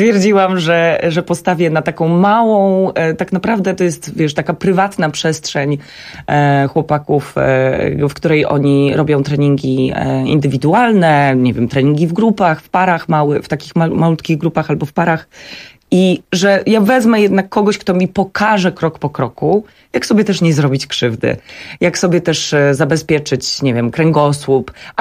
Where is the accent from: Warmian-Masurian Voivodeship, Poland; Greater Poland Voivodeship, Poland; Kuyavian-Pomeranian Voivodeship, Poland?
Warmian-Masurian Voivodeship, Poland; jestem z Mazur, więc bardzo dużo zawsze pływałam